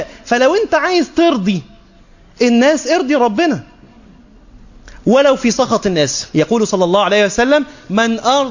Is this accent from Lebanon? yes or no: no; Egypt; مش ممكن بالذات حتى عندنا في مصر الأمر مبالغ فيه